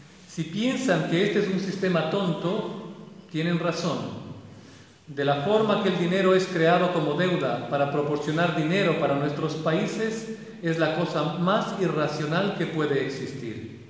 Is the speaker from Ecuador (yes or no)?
yes; Quito, Pichincha, Ecuador; la ciudad donde yo vivo, Quito, yo soy quiteño, nací en Quito